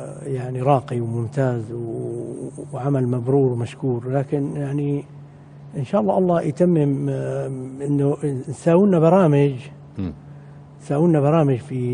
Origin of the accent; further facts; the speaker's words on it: Damascus, Damascus Governorate, Syria; أنا أحد المنشدين من الشام، من دمشق